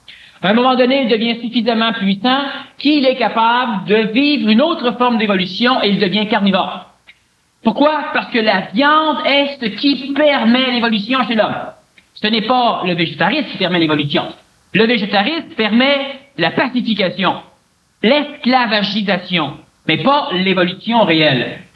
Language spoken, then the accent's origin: French; Montreal, Quebec, Canada; Je suis un Montréalais. Je suis un Québécois. Je suis un ancien ambulancier.